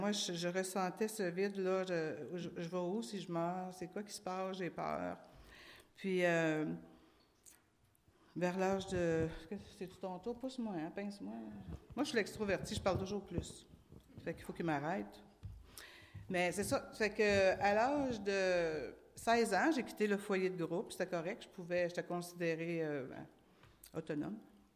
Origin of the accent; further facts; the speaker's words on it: Maniwaki, Quebec, Canada; parce que moi, je viens de Maniwaki, la petite ville au nord de Gatineau. En fait, c'était comme un village dans le temps.